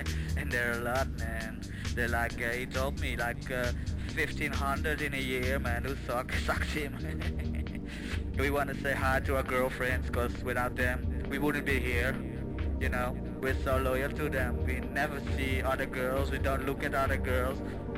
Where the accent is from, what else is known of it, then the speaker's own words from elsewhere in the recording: Prague, Czechia; We're from Prague, man.